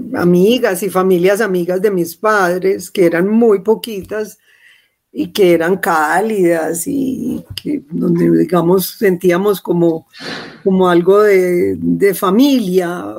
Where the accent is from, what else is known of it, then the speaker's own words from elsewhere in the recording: Antioquia, Colombia; Yo crecí en Laureles, que era un barrio lleno de lotes y de ratas.